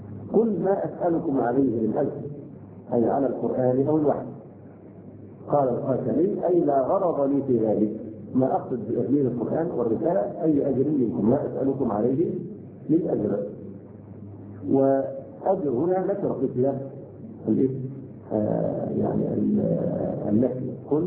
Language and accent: Arabic; Egypt; عندنا في مصر